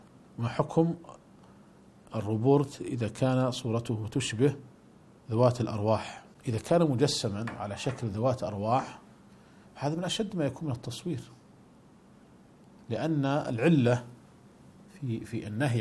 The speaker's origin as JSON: {"language": "Arabic", "country": "Saudi Arabia", "said": "ولذلك كانت قديما عندنا في المملكة العربية السعودية ما كانت تسمى صورا"}